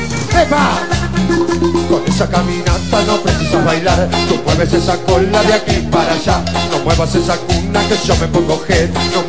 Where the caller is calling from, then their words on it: Buenos Aires, Argentina; de Buenos Aires.